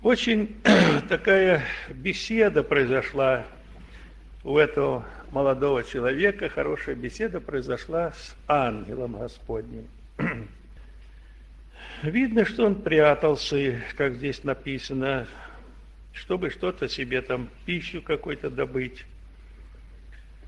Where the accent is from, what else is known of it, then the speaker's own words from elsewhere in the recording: Belgorod, Belgorod Oblast, Russia; Ты откуда? Я говорю, я с Белгорода.